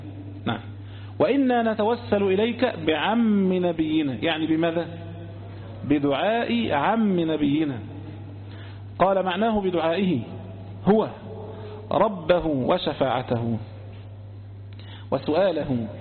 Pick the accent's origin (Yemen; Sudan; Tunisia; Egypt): Egypt; عندنا في مصر هنا